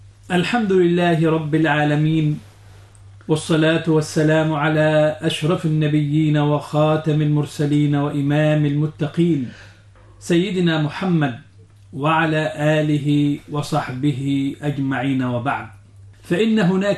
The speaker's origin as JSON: {"language": "Arabic", "country": "Egypt", "said": "وهو ما يعرف عندنا في مصر بالكمر"}